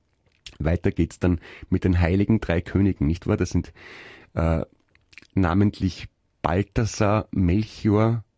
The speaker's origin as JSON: {"language": "German", "town": "Naples", "region": "Campania", "country": "Italy", "accent": "Neapolitan", "first_language": "Italian", "second_language": "German", "said": "Ja, meine Damen und Herren, das war eine Begrüßung meiner Muttersprache, dem Italienischen, mit einem Einschlag ein bisschen aus Neapel. Da haben wir ein bisschen einen anderen Akzent als in Süditalien bzw. als in Rom."}